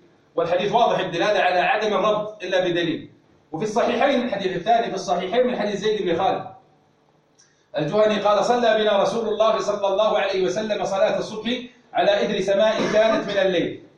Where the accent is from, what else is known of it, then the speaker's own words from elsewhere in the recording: Najd, Saudi Arabia; بمعنى أن عندنا في نجد نجم يقال له الوسمي